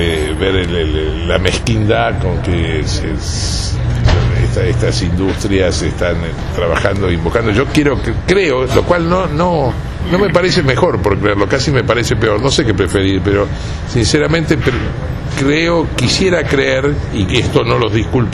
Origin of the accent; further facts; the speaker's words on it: Argentina; No, somos parte de la Argentina, ¿no?